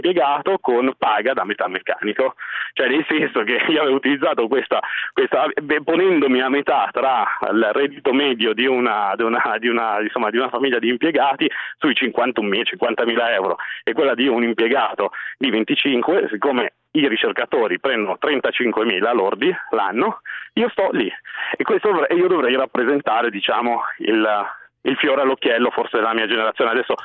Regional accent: Milan, Lombardy, Italy; io sono milanese di Milano e sono un tecnologo alimentare, cresciuto qui in seno a questa città.

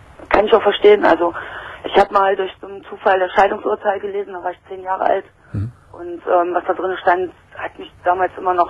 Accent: East Germany, Germany; weil ich komme eigentlich aus der Zone sozusagen.

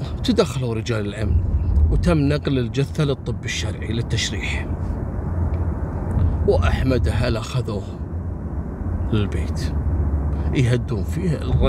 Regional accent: Kuwait; وصارت عندنا في الكويت.

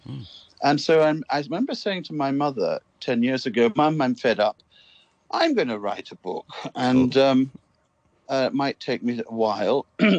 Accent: Hong Kong; all of us, I think, who were born and brought up in Hong Kong remember smells, you know, especially duck farms.

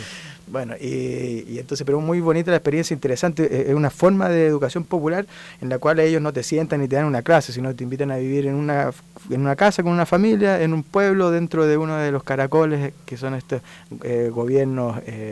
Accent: Santiago, Santiago Metropolitan Region, Chile; born there; Yo nací aquí en Santiago.

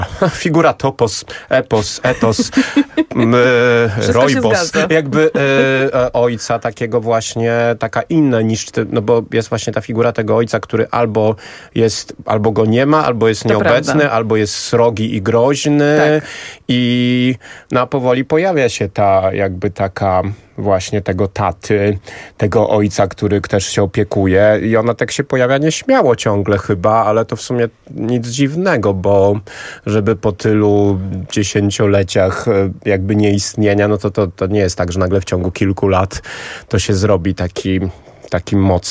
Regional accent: Sweden; Polish is a second language; now in Poland; Ja jestem Szwedem, jestem rodowitym Szwedem. Mieszkam w Polsce od niedawna, pewnie słychać akcent, przepraszam.

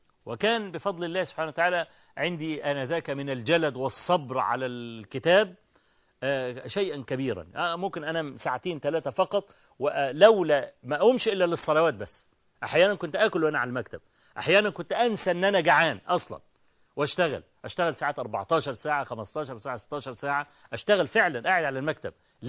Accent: Egypt; عندنا في مصر

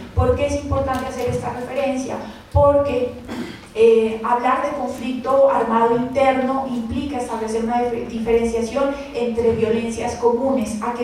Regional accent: Colombia; desde mi posición como colombiana y como estudiosa sobre construcción de paz

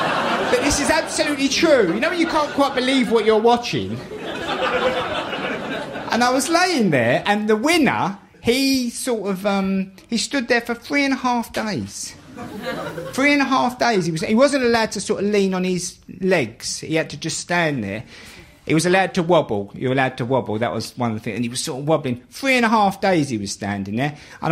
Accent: London, United Kingdom; We're going to be talking about how I grew up in the East End of London.

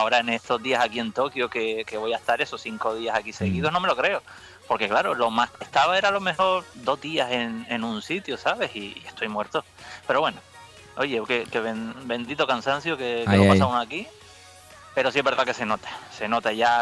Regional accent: Canary Islands, Spain; Como canario a lo mejor mi referencia no sirve mucho.

